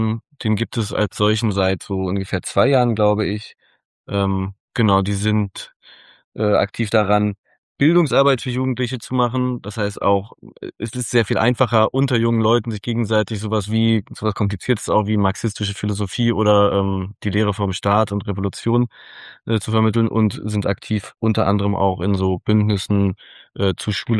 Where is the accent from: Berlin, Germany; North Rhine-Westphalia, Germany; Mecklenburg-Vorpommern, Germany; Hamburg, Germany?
Berlin, Germany; wie ich als Berliner stelle mir den Ruhrpott so vor